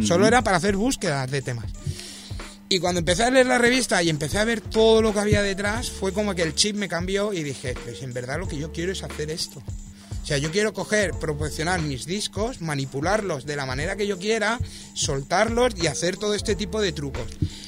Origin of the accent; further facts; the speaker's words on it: L'Hospitalet de Llobregat, Catalonia, Spain; cuando a la gente le digo que vengo de Hospitalet